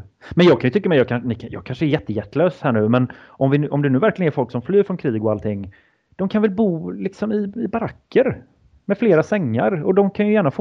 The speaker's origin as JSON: {"language": "Swedish", "country": "Sweden", "said": "Men jag misstänker att som svensk är man kanske lite mer ärlig"}